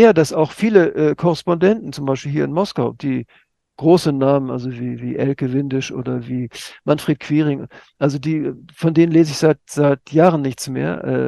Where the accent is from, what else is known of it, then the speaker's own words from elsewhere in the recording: Hamburg, Germany; Also in meiner Heimatstadt Hamburg, 120 Leute waren